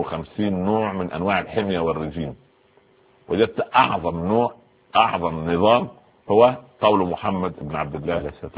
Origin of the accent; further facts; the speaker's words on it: Upper Egypt, Egypt; عندنا في الصعيد يعني غرفه داخل غرفه